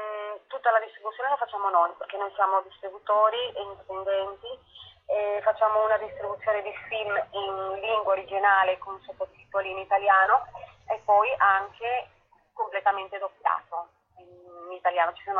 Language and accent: Italian; Colombia; Dico noi donne latinoamericane perché io sono colombiana